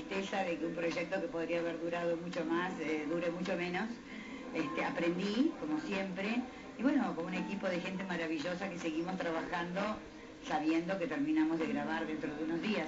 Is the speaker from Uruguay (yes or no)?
no; Argentina; me siento absolutamente orgullosa como argentina de tener un artista como